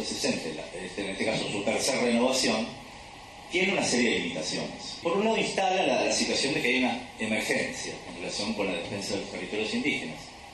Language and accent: Spanish; Río Negro, Argentina; also born or lived in Bariloche; Río Negro, la provincia de donde yo vengo, también viví muchos años en Bariloche